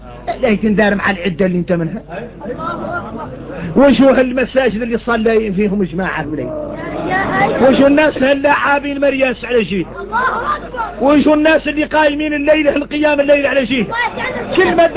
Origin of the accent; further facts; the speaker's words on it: Mauritania; نحن موريتاني